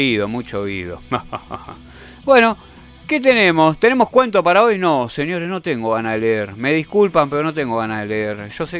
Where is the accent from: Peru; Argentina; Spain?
Argentina; ¿Que de dónde sos? Yo soy argentino.